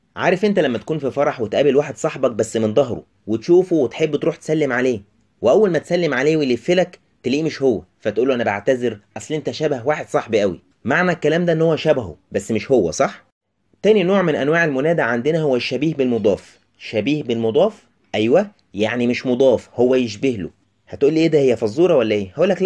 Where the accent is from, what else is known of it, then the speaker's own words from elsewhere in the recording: Egypt; كلنا نعرفه كمصريين ان المصري لازم يحط التاتش بتاعه في اي حاجه